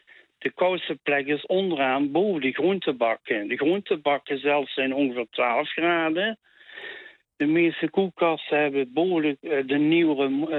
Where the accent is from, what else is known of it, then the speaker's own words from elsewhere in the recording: Maastricht, Limburg, Netherlands; Ik heb een accent, ik kom in Maastricht.